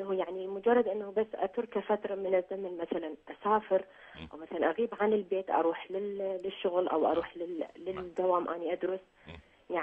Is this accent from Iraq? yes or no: yes; Iraq; now in Norway; انا دكتور انا اصلا من العراق. نعم. اعيش في النرويج.